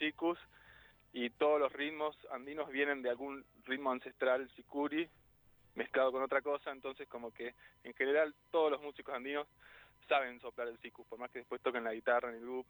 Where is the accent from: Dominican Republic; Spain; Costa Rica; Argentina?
Argentina; Buenos Aires; Me crié en Buenos Aires, ¿no?